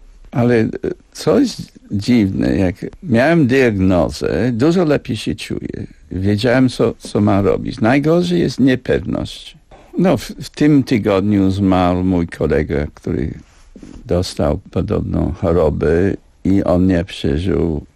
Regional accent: United Kingdom; Polish is a second language; Ale ja jestem Brytyjczykiem. Ja całe życie żyję w tym państwie, Królestwie Zjednoczonym, który jest jeden krok od śmierci.

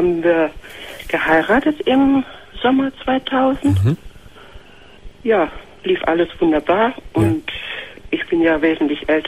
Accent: Lower Saxony, Germany; Und dann bin ich nach Ostfriesland wieder gezogen. Mhm. Ich bin aus Friese.

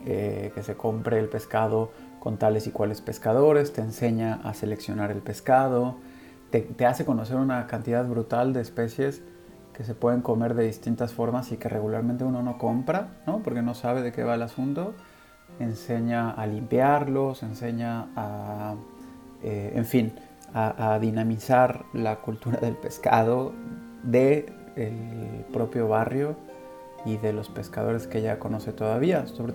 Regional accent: Puebla, Mexico; also born or lived in Mexico City; now in Barcelona, Spain; en Barcelona, donde vivo desde finales del 2017. Soy originario de la Ciudad de México, pasé mi infancia y adolescencia en Puebla y después la licenciatura y la maestría las hice en la Ciudad de México

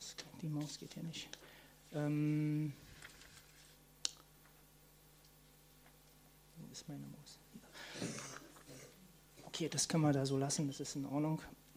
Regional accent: East Germany, Germany; born there; ich bin schon ein bisschen älter, ich bin 1964 geboren in der DDR und komme aus einer kommunistischen Familie

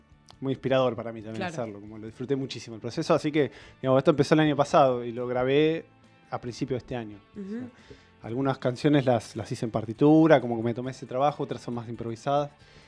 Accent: Mar del Plata, Buenos Aires Province, Argentina; yo soy de Mar del Plata y no sabía bien dónde grabarlo

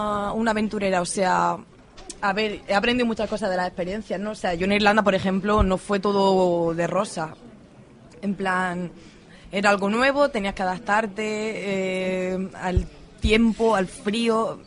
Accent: Andalusia, Spain; porque yo mi tierra la adoro, pero Andalucía...

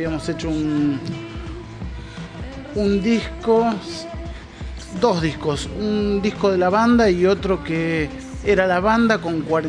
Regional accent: Merlo, Buenos Aires Province, Argentina; El oeste nos va juntando todos, somos todos de Burlingame, Merlo, claro.

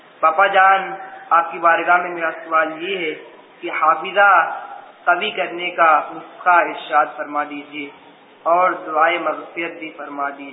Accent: Mubarakpur, Uttar Pradesh, India; میرا گھر مبارک پور میں ہے

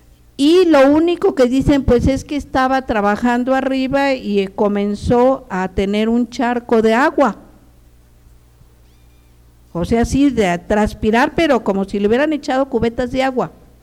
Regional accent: Michoacán, Mexico; Yo cuando llegué a Toluca, yo soy de Michoacán, originaria de Michoacán.

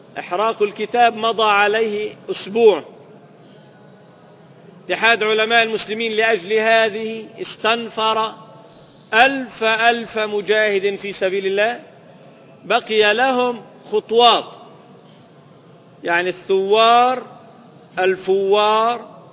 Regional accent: Libya; الآن تقصف بلادنا ليبيا

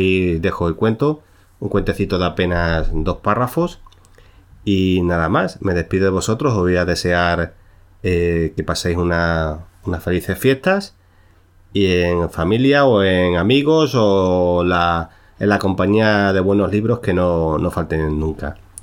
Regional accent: Cáceres, Extremadura, Spain; ambientada en mi ciudad natal, que es Cáceres, ¿no?

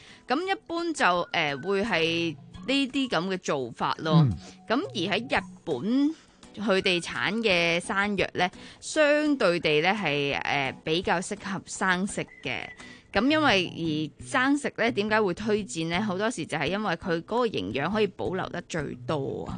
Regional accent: Hong Kong

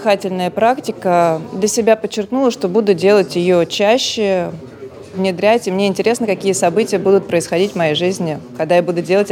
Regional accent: Moscow, Russia; Я из Москвы. Родилась в Москве, живу в этом городе.

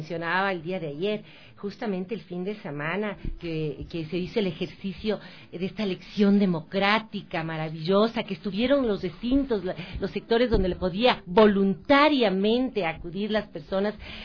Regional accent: Ecuador; Como ecuatoriana me da vergüenza

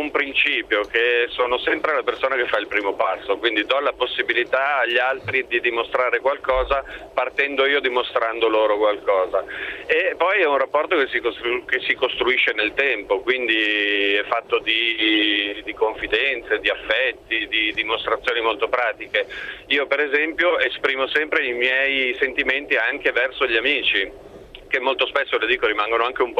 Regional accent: Milan, Lombardy, Italy; In questo momento però mi trovo più verso Modena per motivi di lavoro, però sono di Milano.

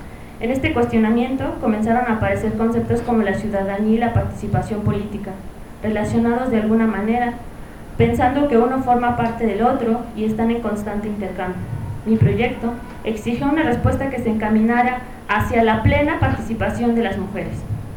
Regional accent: Hidalgo, Mexico; las mujeres de la región de donde soy, que es del Valle del Mezquital

